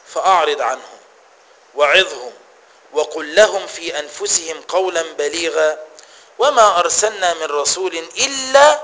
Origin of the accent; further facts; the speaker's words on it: Egypt; إحنا بنطبق عندنا في مصر في الحكم وفي القضاء القانون الفرنسي